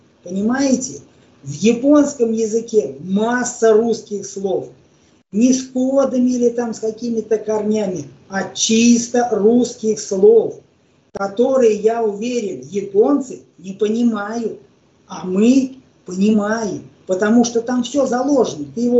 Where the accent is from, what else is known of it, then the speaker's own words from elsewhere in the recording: Ukraine; Мы, я украинец, родители, деды, бабы украинцы